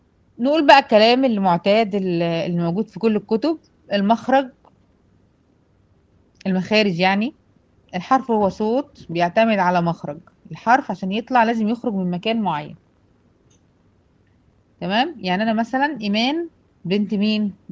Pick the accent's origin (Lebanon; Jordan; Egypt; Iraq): Egypt; احنا بنسميها هنا عندنا في مصر ضروس العقل